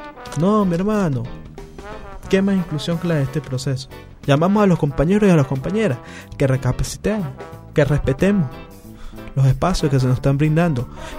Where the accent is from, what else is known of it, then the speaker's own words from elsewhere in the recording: Venezuela; nosotros, como venezolanos, tenemos que rescatar esa humildad